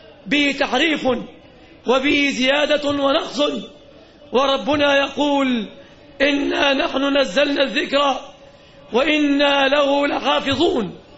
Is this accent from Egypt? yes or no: yes; Egypt; لم نكن نتوقع يوما أن تطأ أقدامهم النجسة بلادنا مصر